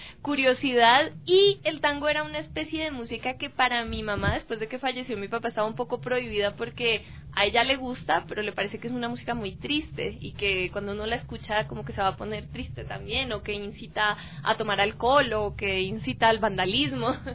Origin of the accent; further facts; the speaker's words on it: Colombia; como soy yo, colombiana también